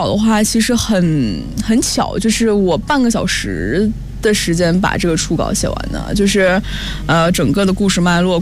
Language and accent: Chinese; Shanxi, China; 因为我本身是山西人，祖籍是山西太原